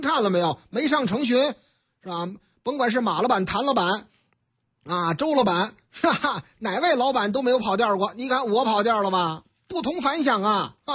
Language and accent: Chinese; Beijing, China; 开到我老家啊，在我老家就是潘家园那附近嘛